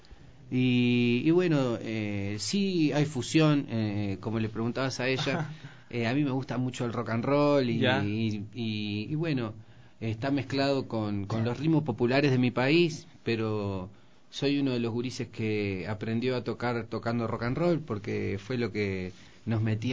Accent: Montevideo, Uruguay; somos porteños, y también Montevideo es un puerto, bueno, al margen, Uruguay no más

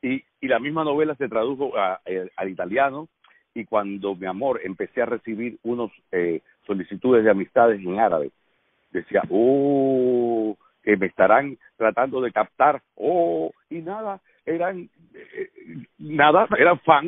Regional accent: Cuba; accent: Cuban; now in Mexico; Tengo acento cubano, o el acento que tengo lo puedo corregir en su momento, pero al hablar aquí, tú sabes que hace falta acento mexicano.

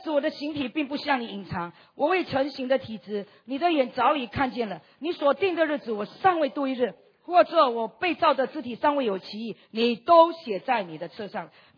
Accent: East Malaysia, Malaysia; 我是马来西亚人，我是东马人

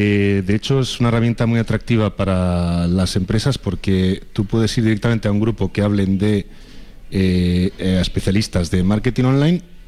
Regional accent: Miranda de Ebro, Castile and León, Spain; Soy de Miranda de Ebro

